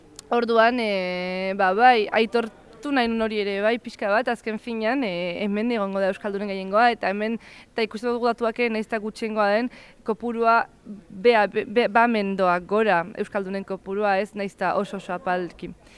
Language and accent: Basque; San Sebastián, Basque Country, Spain; ez Donostikoa naiz, eta beti ere bazen nola baiteko estigma Donostiko euskaldunekiko